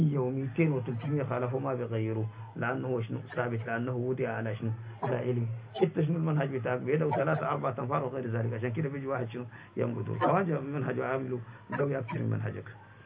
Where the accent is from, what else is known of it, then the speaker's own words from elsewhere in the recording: Sudan; عشان كده كل يوم هسه عندنا في السودان